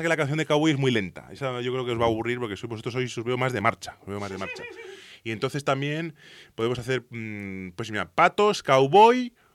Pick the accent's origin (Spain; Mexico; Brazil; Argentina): Spain; Zaragoza, Aragon; Yo soy de Zaragoza, porque Chuma viene de otra dimensión, pero yo vengo de Aragón.